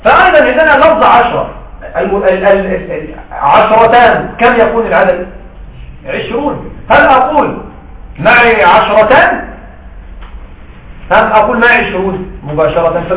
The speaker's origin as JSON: {"language": "Arabic", "country": "Egypt", "said": "لكن عندنا في مصر صراحة ما رأيت هذا."}